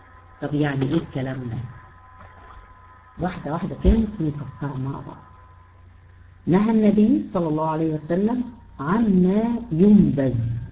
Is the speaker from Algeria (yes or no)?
no; Egypt; حتى احنا عندنا في مصر ليه كذا اسم